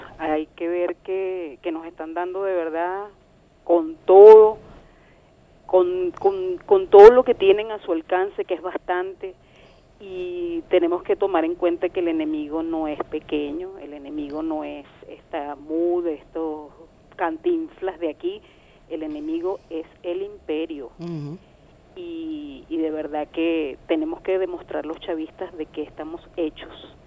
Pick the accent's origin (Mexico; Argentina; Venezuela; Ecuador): Venezuela